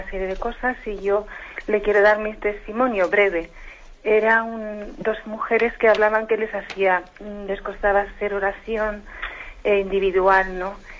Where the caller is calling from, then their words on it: Zaragoza, Aragon, Spain; de Zaragoza.